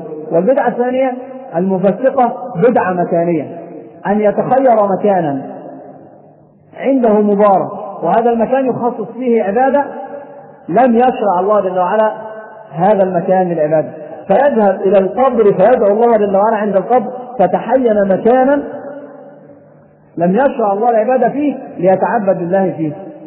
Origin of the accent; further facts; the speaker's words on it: Egypt; النساء عندنا في مصر عندهم خميس رجب لابد أن يصام